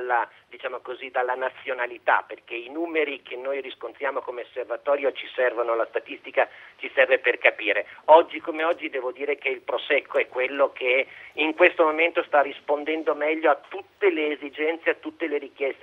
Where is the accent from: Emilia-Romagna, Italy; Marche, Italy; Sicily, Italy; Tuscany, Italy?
Emilia-Romagna, Italy; come emiliano devo dire